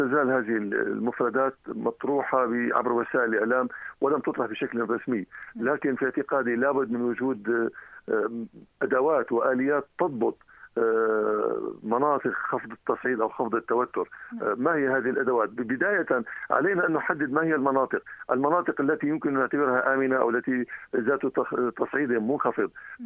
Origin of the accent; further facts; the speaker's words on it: Syria; فهذا يعني أننا سوف نجلس على طاولة الحوار وعلى طاولة التفاوض كسوريين